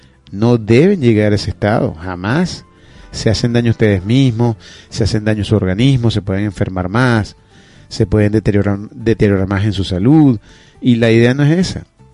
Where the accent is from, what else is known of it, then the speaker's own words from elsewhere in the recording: Venezuela; no solamente somos ciudadanos de Venezuela, sino también somos ciudadanos del mundo.